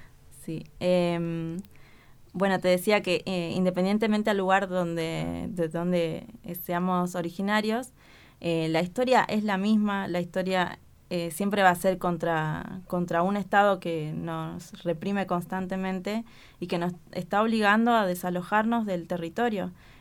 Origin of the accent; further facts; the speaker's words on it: Jujuy, Argentina; born there; todo el tiempo en Jujuy, que es la provincia donde yo nací, hay mucho negacionismo.